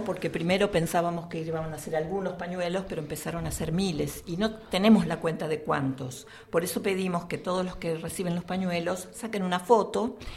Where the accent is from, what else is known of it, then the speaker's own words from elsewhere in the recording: Quilmes, Buenos Aires Province, Argentina; nosotras, que somos de Quilmes, de Ranelag, lo escuchamos en la radio